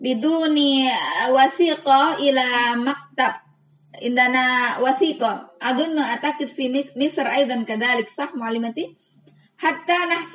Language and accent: Arabic; Indonesia; Arabic is a second language; لان عندنا في اندونيسيا